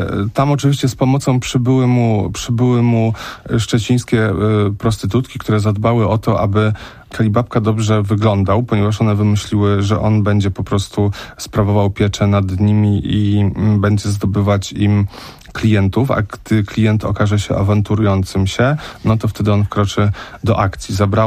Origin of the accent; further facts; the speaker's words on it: Łódź, Łódź Voivodeship, Poland; Ja sam pamiętam, no ja mam lat 37, no i pamiętam też Peweks, który był u mnie w Łodzi